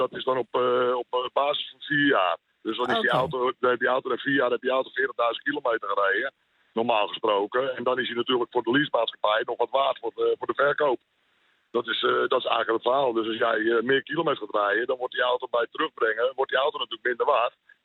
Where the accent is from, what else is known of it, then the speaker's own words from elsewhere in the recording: Beverwijk, North Holland, Netherlands; Beverwijk.